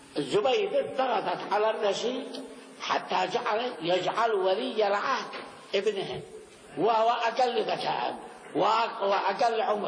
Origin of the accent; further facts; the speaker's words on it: Yemen; وأما عندنا في اليمن فمعنى شيء ثاني، يتحيل بالورث.